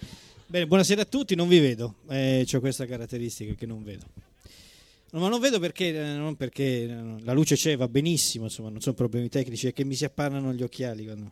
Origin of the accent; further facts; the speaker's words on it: Colombia; Italian is a second language; now in Rome, Italy; Io da colombiano venuto qua a Roma ho imparato questa lingua